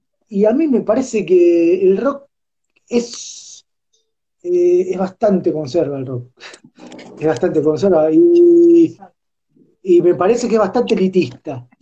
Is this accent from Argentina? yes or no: yes; Argentina; yo no pienso así, pero como soy argentino, entonces me tengo que meter ahí.